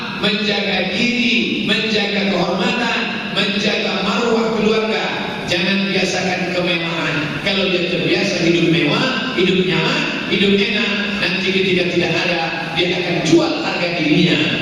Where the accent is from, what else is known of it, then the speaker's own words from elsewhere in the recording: Java, Indonesia; Kita orang Jawa, nunjuknya gini.